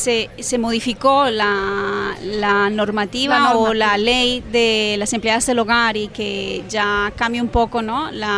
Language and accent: Spanish; Girona, Catalonia, Spain; Somos de Girona, hemos nacido en Girona